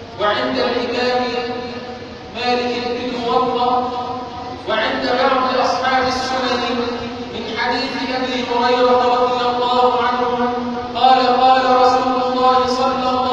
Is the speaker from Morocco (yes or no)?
no; Egypt; اللهم اجعل بلدنا مصر امنا امانا